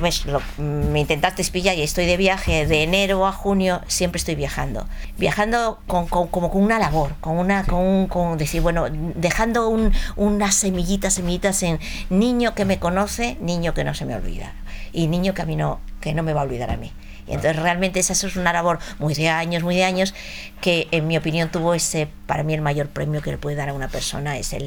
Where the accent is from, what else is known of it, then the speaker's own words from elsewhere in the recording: Madrid, Community of Madrid, Spain; Soy muy montañera, soy muy de Asturias, soy muy, aunque sea de Madrid, claro. Soy muy ahí, tengo la tierra muy cerca.